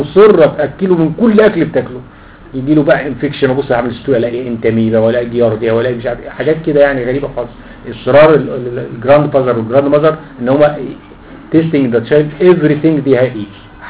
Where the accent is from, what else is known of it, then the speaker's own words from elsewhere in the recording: Egypt; ما بيتصنعش عندنا في مصر